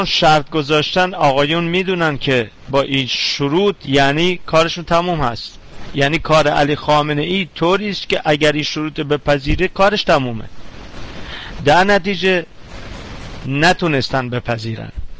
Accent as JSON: {"language": "Persian", "country": "Iran", "said": "من به عنوان یه ایرانی"}